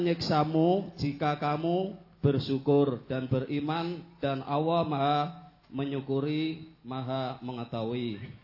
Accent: Purwodadi, Central Java, Indonesia; Saya dari Pakis, Kradenan Purwodadi.

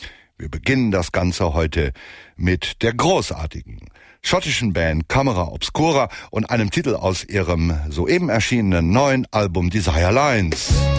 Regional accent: North Rhine-Westphalia, Germany; born there; Für mich als gebürtigen Westfalen ist das sowieso obligatorisch, dürfte klar sein.

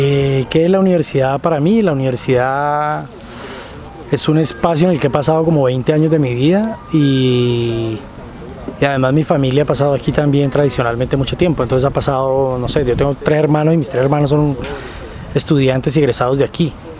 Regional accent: Tuluá, Valle del Cauca, Colombia; now in Cali, Colombia; yo no viví casi la ciudad, llegué como a Cali y de Tuluá, y aquí encontraba como el campo

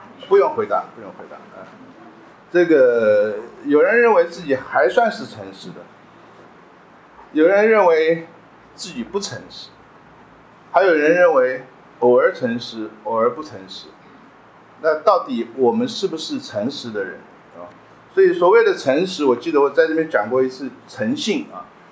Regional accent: China; 我们中国人常常讲说这个大恶如善，大奸如忠啊

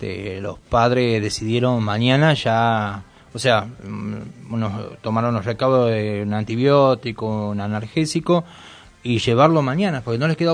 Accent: Tucumán, Argentina; now in Moreno, Argentina; Yo que vengo de Tucumán, estamos hablando de la provincia.

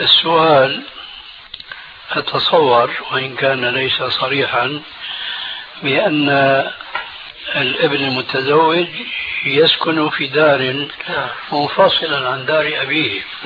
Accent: Syria; خلينا كما يقولون عندنا في سوريا نضربها على الهوية

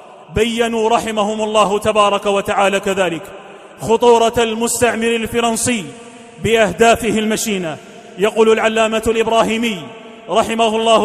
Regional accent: Algeria; احتلت بلادنا فرنسا الظالمة

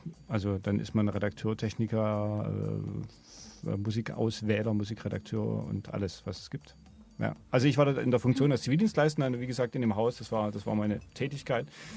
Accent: Dresden, Saxony, Germany; Also ich komme aus Sachsen, aus Dresden und da ist man schnell sehr unzufrieden mit Radio.

